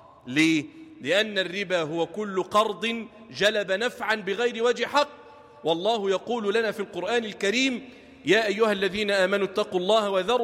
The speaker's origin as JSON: {"language": "Arabic", "town": "Damietta", "region": "Damietta Governorate", "country": "Egypt", "said": "اجعل بلدنا دمياط واحة للأمن والأمان"}